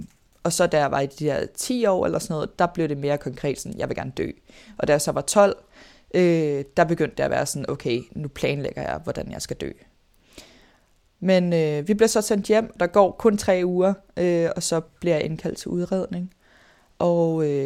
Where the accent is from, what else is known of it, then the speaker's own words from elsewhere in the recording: Greve, Zealand, Denmark; jeg er vokset op i Greve og Hundi